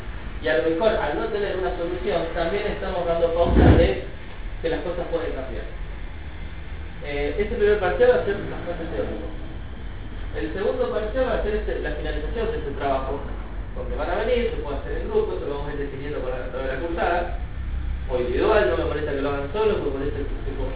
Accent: Luján, Buenos Aires Province, Argentina; Yo soy de Luján, escrito de Luján.

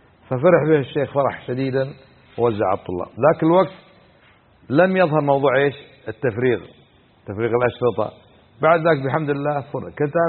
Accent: Kuwait; كان عندنا في الكويت

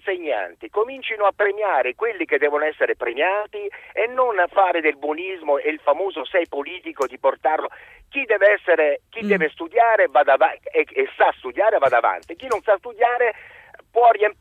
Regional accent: Australia; io vengo dall'Australia

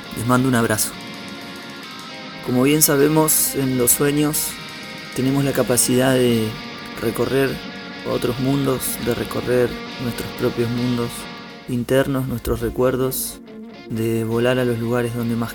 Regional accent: Bariloche, Río Negro, Argentina; soy de Bariloche, soy músico y compositor

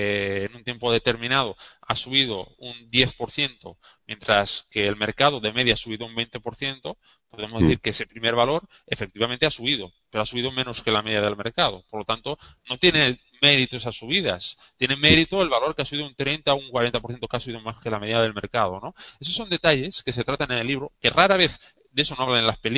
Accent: Valencia, Valencian Community, Spain; yo soy de Valencia

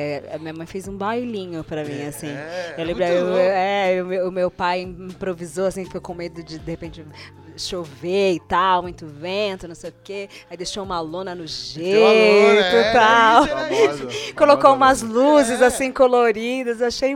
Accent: São Paulo, Brazil; Eu, agora que eu moro aqui, entre o Taboão e o Campo Limpo, mas eu venho lá do Jabaquara, né? Da Santa Catarina, né?

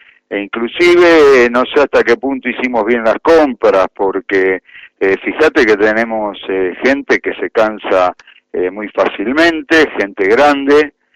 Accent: Buenos Aires, Argentina; De Floresta.

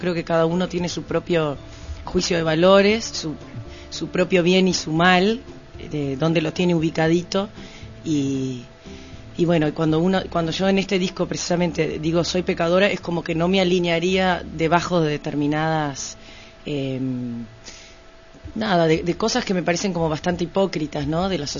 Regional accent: Paysandú, Uruguay; yo nací en Paysandú, me crié mucho tiempo campo. En el campo mismo

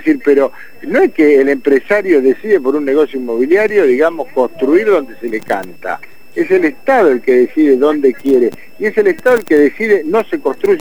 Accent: Lomas de Zamora, Buenos Aires Province, Argentina; Mira, yo soy de Loma de Zamora.

